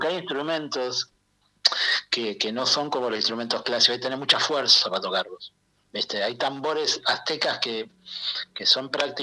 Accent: Argentina; en lo personal como argentino le agradezco la generosidad de haber vuelto acá

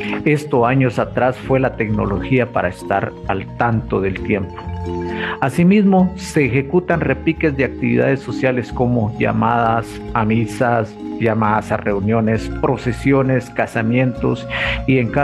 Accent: San Miguel Chicaj, Baja Verapaz, Guatemala; el tañer o repique de las campanas, esencialmente de mi pueblo, San Miguel Chicaj

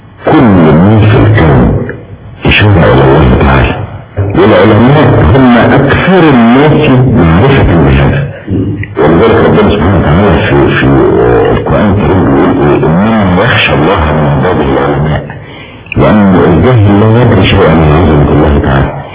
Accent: Egypt; احنا عندنا في مصر تعبير شعبي بيقول ايه

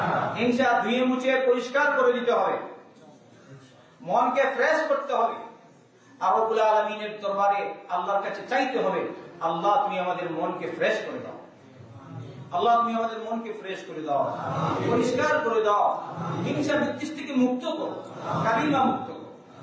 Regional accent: Bangladesh; আমি কি এমনি চলে আসছি সৌদির লোক নাকি? আমি তো বাংলাদেশি, আমরাও পারি এরকম করতে।

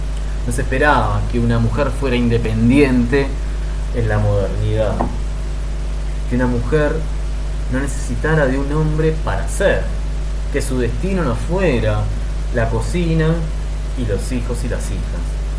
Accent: Uruguay; uno como uruguayo saluda a todo el mundo con un beso, ¿no?

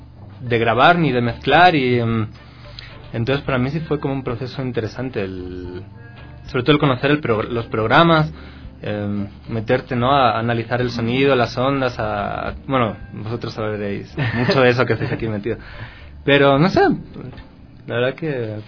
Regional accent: Ecuador; accent: Ecuadorian; now in Spain; la tengo acento ecuatoriano, cada vez me noto más que ya se me va el español.

